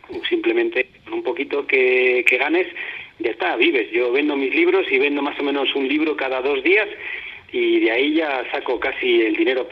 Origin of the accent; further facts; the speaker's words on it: Spain; moved away; Y de esta manera llevo ya 8 años desde que salí de España.